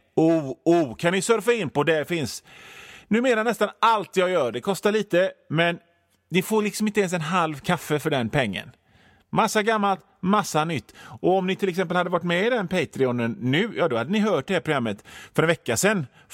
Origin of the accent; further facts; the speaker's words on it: Gothenburg, Västra Götaland County, Sweden; Vi är göteborgare. Vi är vana vid att stockholmare skiter i oss.